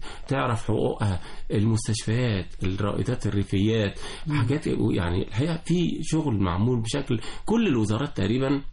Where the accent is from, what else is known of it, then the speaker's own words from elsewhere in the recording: Egypt; يعني عندنا في قريتنا يعني واحنا صغيرين كان مثلا في جيلي كان في بنتين بس هما اللي بيتعلموا في القرية كلها، وقريتي 60,000 نسمة